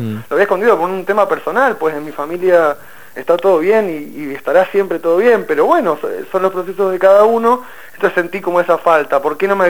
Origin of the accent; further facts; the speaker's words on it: Mendoza, Argentina; now in Buenos Aires, Argentina; Soy mendocino, pero vivo hace 16 años acá, en Capital.